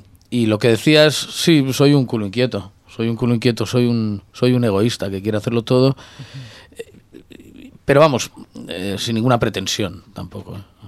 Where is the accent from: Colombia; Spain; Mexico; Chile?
Spain; Santander, Cantabria; Y lo hemos grabado en Santander, en mi tierra.